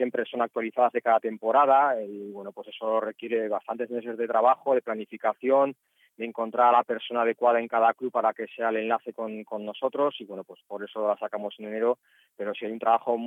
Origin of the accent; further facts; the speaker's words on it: Bilbao, Basque Country, Spain; now in Alicante, Spain; Yo además estoy en esta zona de Alicante, aunque soy de Bilbao, como bien sabes